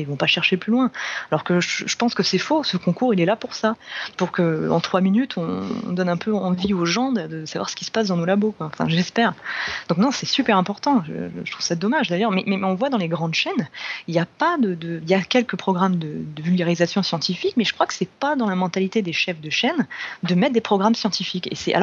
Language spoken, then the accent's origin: French; France; il y a un engouement chez nous en France, quand même, pour ce concours